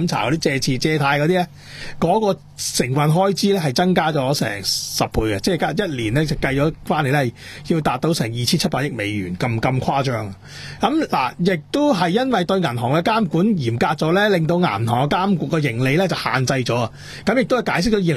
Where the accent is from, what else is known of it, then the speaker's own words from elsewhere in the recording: Hong Kong; 唔係啊，即係我係香港人啊，即係有呢個諗法。